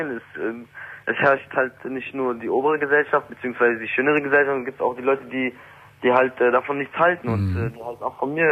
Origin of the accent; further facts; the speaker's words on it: Berlin, Germany; Ich bin aus der kompletten Gegend rausgezogen. Ich komme aus Kreuzberg. Also ja. Ich kam aus Kreuzberg.